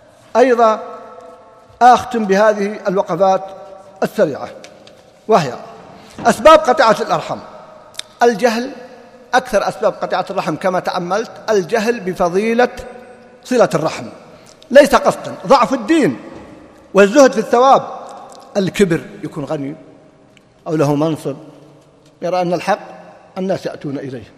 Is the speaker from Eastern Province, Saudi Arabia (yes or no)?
no; Riyadh, Riyadh Province, Saudi Arabia; يوم من الأيام وقع حادث عندنا في الرياض